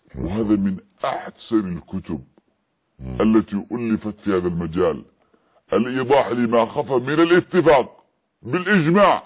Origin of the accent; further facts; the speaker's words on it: Yemen; في اليمن لأننا معايشون لهم